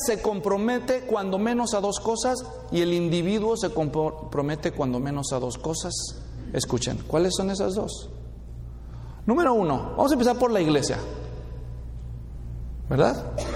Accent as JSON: {"language": "Spanish", "country": "El Salvador", "said": "Es hondureño, pues, soy salvadoreño."}